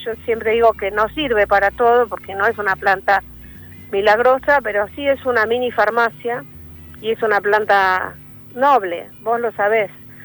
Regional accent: Las Grutas, Río Negro, Argentina; nosotros somos de Las Grutas, provincia de Río Negro, una playa preciosa que los invito a conocer cuando quieran.

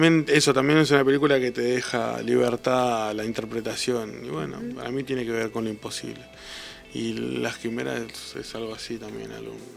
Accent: Patagonia, Argentina; Como que se relaciona la música con el norte, y siendo que venimos de la Patagonia, es medio raro.

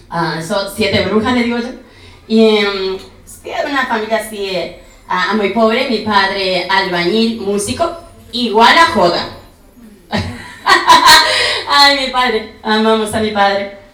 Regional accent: Chaco, Argentina; Yo, por ejemplo, soy chaqueña. Con mucho orgullo. Es una ciudad a la cual yo le llamo todavía pueblo, porque esas ciudades del interior todavía se vive, se piensa como pueblo

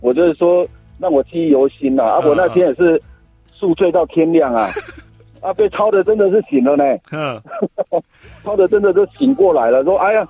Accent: Pingtung County, Taiwan; 我是宪兵嘛。我是屏东这边坐火车上去啊。

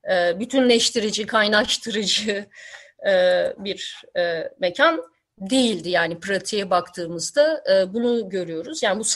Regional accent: Istanbul, Turkey; moved away; şimdi İstanbul'da ben gençliğimi geçirdim ama 90'ların başından itibaren ayrıldım.

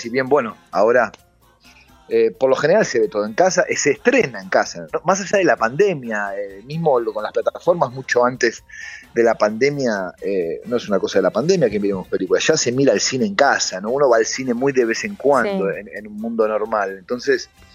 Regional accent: Buenos Aires, Argentina; por lo menos en Capital, que es de donde yo soy

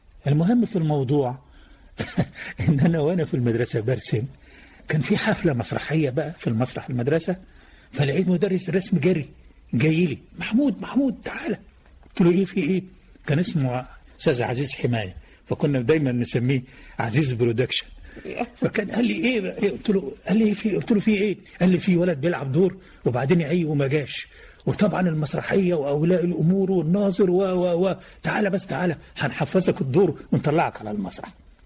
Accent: Damanhour, Beheira, Egypt; born there; أنا من مواليد مدينة دمنهور

